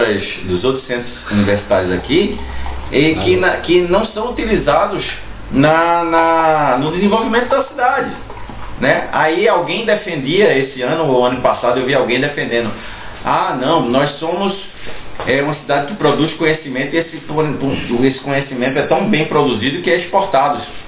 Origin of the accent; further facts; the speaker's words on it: Pernambuco, Brazil; A gente chama isso lá na minha terra do balaio de caranguejo pernambucano.